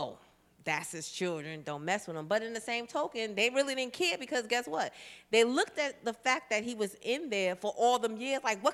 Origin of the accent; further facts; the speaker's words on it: Queens, New York, United States; we lived in, we lived in South Jamaica, Queens. 40 Projects in the house. Let me get a shout out to my hometown.